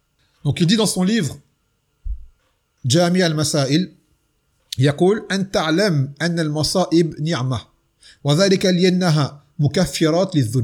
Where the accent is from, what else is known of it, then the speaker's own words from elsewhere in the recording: French Antilles, France; vous savez, chez nous aux Antilles, Mathalan, le peuple est noir, mais tout ce qui est administratif et autorité, ce sont des blancs.